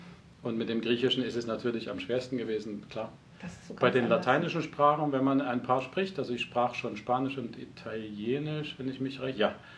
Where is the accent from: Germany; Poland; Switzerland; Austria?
Germany; East Germany; ich komme auch aus dem Osten. Das heißt, meine Vergangenheit ist in der DDR. Ich bin in der DDR sozialisiert sozusagen in meiner ersten Kindheit und Jugend.